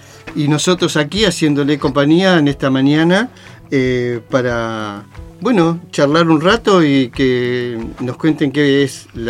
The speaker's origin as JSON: {"language": "Spanish", "town": "Río Chico", "country": "Argentina", "tie": "born or raised there", "said": "Me crié en Río Chico y me malcrié en ciudades."}